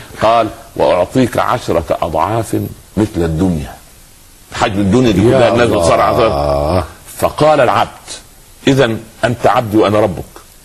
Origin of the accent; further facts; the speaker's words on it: Upper Egypt, Egypt; حتى عندنا في الصعيد يقولوا على الجدي الصغير سخل